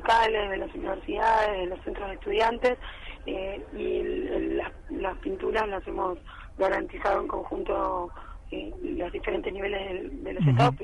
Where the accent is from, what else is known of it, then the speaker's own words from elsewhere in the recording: Argentina; Yo creo que somos muchos los argentinos que construimos